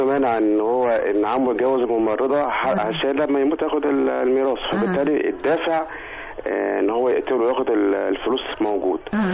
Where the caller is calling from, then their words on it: Cairo, Cairo Governorate, Egypt; من القاهره.